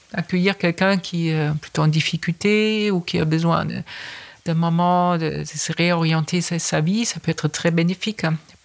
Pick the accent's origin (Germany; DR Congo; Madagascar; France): Germany; French is a second language; J'ai remarqué ça en tant qu'Allemande.